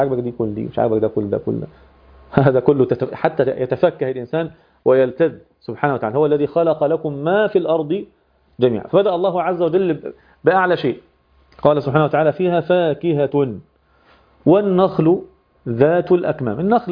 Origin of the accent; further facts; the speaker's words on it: Egypt; وتحطها في المكنة بتاعة اللي سموها عندنا في مصر الدراسة